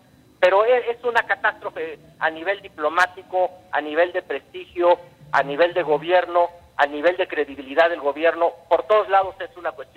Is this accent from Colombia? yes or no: no; Mexico; nos exponen como mexicanos